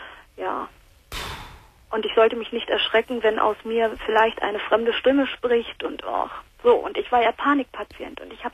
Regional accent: Berlin, Germany; now in North Rhine-Westphalia, Germany; ich komme gebürtig aus Berlin und bin nach Nordrhein-Westfalen gezogen

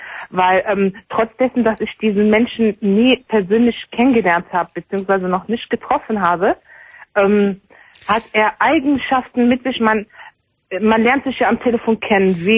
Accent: Morocco; Ich bin Marokkanerin.

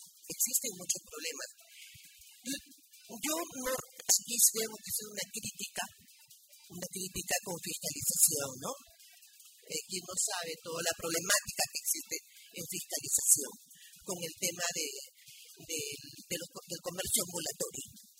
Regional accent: Ventanilla, Callao, Peru; En primer lugar, porque yo sí soy de Ventanilla.

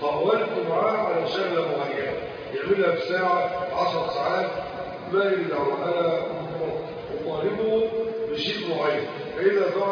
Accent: Egypt; وهذا الأمر كان منتشر عندنا في مصر

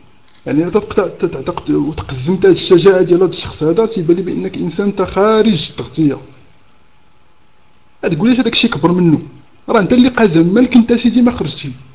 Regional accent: Algeria; انا فقط من الجزائر

